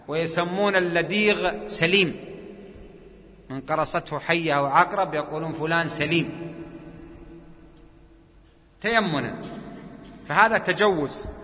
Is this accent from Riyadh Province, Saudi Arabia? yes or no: no; Jeddah, Makkah Province, Saudi Arabia; عندنا في جدة